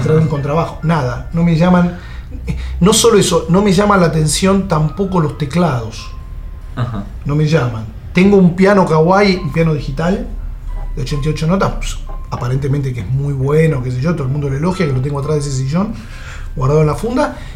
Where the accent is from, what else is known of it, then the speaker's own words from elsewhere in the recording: Haedo, Buenos Aires Province, Argentina; desde las épocas que yo vivía de chiquito, de pendejo en Aedo, en mi casa había sala de ensayo